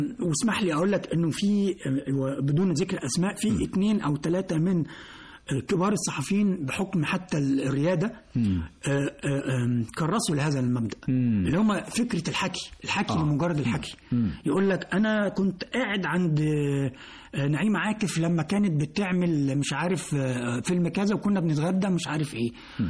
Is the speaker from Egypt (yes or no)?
yes; Alexandria, Alexandria Governorate, Egypt; كنا في الإسكندرية وإحنا أنا أصلا إسكندراني يعني.